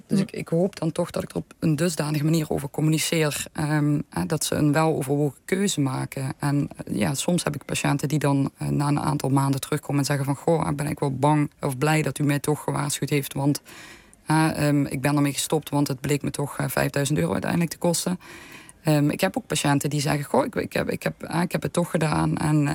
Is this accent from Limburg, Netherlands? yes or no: yes; Limburg, Netherlands; accent: South Limburg; Zoals jullie wellicht aan mijn tongval horen, kom ik uit Zuid-Limburg. En ik woon precies op het grensgebied tussen Duitsland en België.